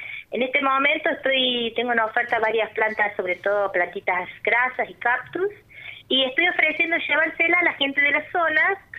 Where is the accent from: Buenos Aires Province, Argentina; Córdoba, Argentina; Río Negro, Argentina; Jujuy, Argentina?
Córdoba, Argentina; Unquillo; Sí, yo tengo un vivero aquí en Unquillo, yo soy de Unquillo